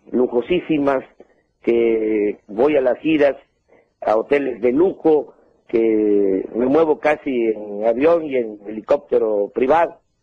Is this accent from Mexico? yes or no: yes; Mexico; Somos los mexicanos muy comunicativos.